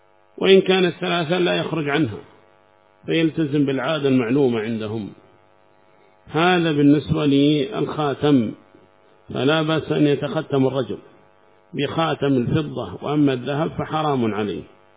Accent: South Yemen, Yemen; من جنوب اليمن شوافع، ما فينا لا شيعي ولا مالكي ولا شيء عندنا في اليمن، جنوب اليمن يعني.

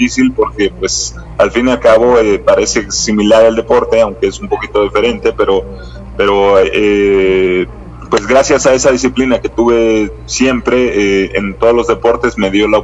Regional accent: Mexico City, Mexico; Yo soy de Ciudad de México.

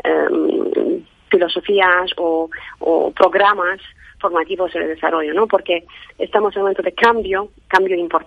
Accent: Romania; Spanish is a second language; Tengo un acento pequeño porque vengo de Rumanía, y trabajé en muchos países.

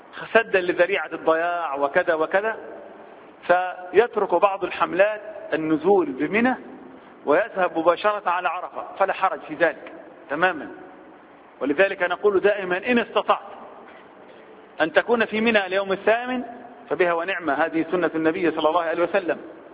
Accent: Egypt; بعض الناس وبالأخص احنا كمصريين بنحب الجدال في الحج

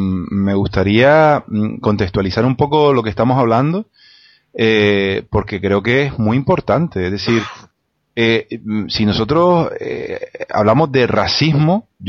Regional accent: Spain; a mí, como ciudadano español, eso me gusta.

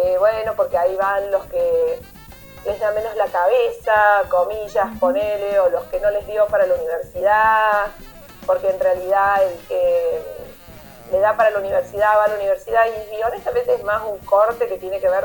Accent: Córdoba, Argentina; yo soy de Córdoba, vivo en las sierras

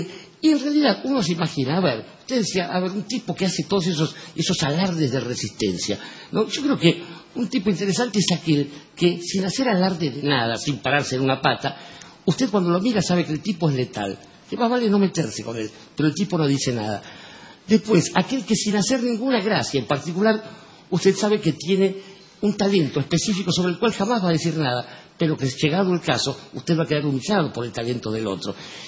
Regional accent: Barracas, Buenos Aires Province, Argentina; born there; Yo nací en Barraca, ¿por qué tengo que estar acá?

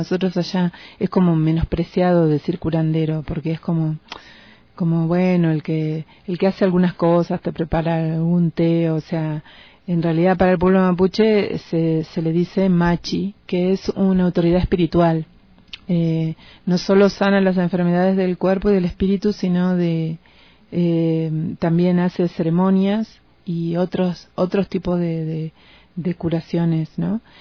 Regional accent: Patagonia, Argentina; yo vengo del lado de Puel Mapu, del lado del este, o sea, del lado de Argentina. Y bueno, también vivo cerca del mar, del Atlántico.

